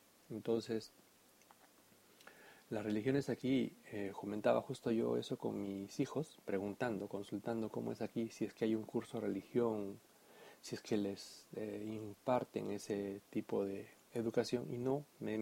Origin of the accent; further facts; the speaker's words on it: Peru; yo soy de Perú y bueno, estoy bautizado. No estoy confirmado